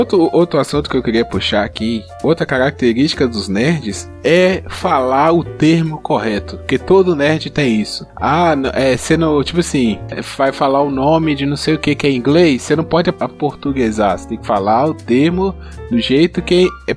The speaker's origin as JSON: {"language": "Portuguese", "country": "Brazil", "said": "Ah, mano, pelo amor de Deus, eu sou brasileiro, velho. Eu falo em português, velho."}